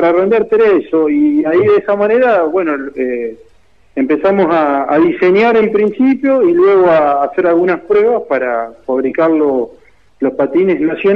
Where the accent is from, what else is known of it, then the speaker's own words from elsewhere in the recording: San Jerónimo Norte, Santa Fe, Argentina; yo también soy oriundo de San Jerónimo Norte